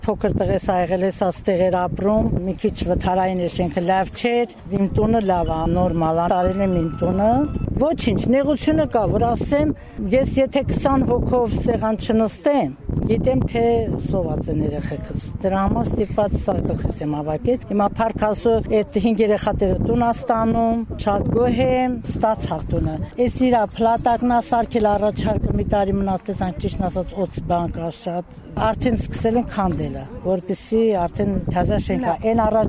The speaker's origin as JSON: {"language": "Armenian", "town": "Tegh", "region": "Syunik", "country": "Armenia", "tie": "born or raised there", "said": "որ եթե իմ մանկությունս եղել է տեղ գյուղի աղջիկ եմ եղել, Գորիս տեղ գյուղի։ Այս գյուղում շատ եմ անցկացրել մանկությունս"}